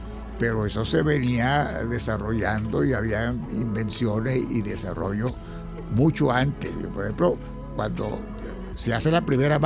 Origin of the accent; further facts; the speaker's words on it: Monte Carmelo, Trujillo, Venezuela; moved away; yo soy de origen rural.